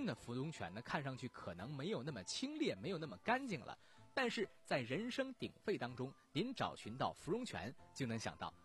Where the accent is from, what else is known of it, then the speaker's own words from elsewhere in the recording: Jinan, Shandong, China; 按照我们济南话说冷棒啊